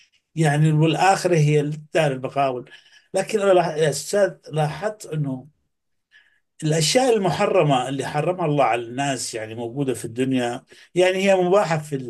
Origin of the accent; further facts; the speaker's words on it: Yemen; انا طبعا من اليمن واعرف ماذا تعني هذه المحاضره